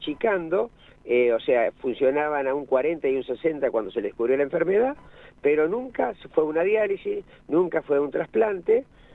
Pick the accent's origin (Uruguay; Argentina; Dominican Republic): Argentina; Ni un papel y un lápiz, como buen argentino, tenemos para el chamullo, ¿viste cómo somos?